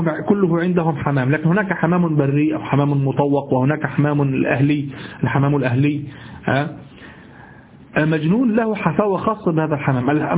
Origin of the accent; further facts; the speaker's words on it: Egypt; اليمام الذي نعرفه في مصر